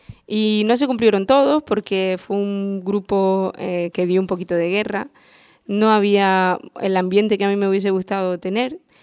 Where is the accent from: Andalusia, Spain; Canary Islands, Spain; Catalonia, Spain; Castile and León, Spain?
Canary Islands, Spain; Arrecife; born there; Yo nací en Arrecife, aquí en Lanzarote, y estudié en el Agustín Espinosa, también en Arrecife, estudié en La Laguna, en Madrid, y llevo pues en la isla dando clase desde hace pues 8, 7 años